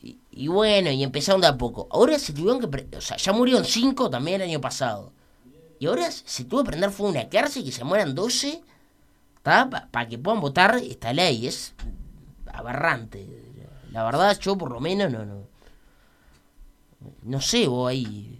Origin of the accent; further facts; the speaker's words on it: Uruguay; cómo somos también los uruguayos, ¿no?